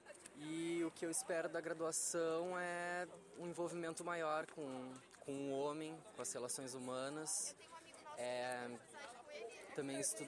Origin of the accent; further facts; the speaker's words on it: Rio Grande, Rio Grande do Sul, Brazil; now in Pelotas, Brazil; sou natural de Rio Grande, estou vindo para cá, para Pelotas, dividir uma casa com meu irmão